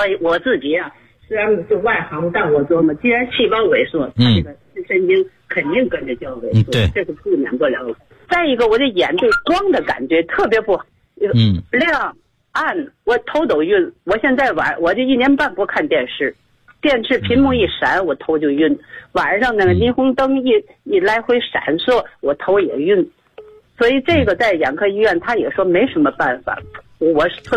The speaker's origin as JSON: {"language": "Chinese", "region": "Tianjin", "country": "China", "said": "我是天津的一个会员。"}